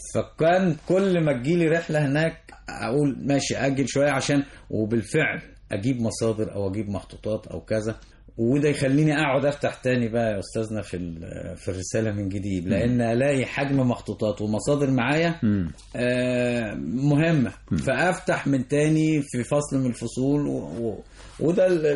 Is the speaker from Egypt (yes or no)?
yes; Egypt; ان الجيش المصري جيش من عنصر واحد, احنا مصريين